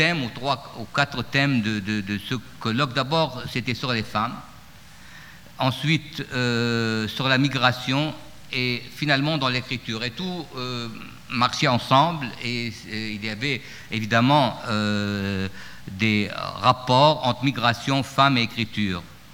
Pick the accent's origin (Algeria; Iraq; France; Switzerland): Iraq; Baghdad, Baghdad Governorate; Quand j'étais enfant et adolescent à Bagdad